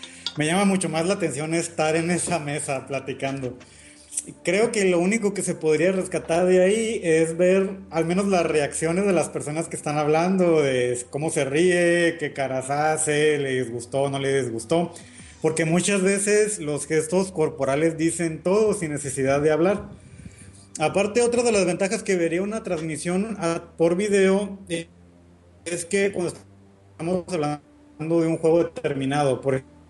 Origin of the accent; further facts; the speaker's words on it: Sonora, Mexico; Yo soy del norte de la República, de Sonora.